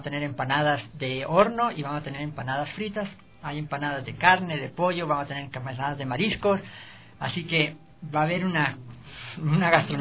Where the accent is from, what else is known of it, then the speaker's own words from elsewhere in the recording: Chile; now in Ecuador; nosotros como organización, que somos chilenos en Ecuador